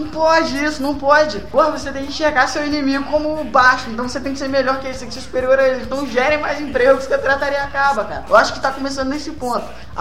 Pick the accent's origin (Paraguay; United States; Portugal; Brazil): Paraguay; Eu que sou paraguaio